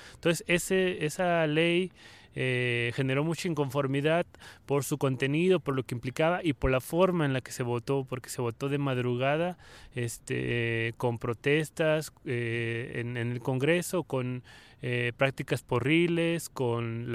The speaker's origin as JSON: {"language": "Spanish", "town": "Mexicali", "region": "Baja California", "country": "Mexico", "said": "también de Mexicali"}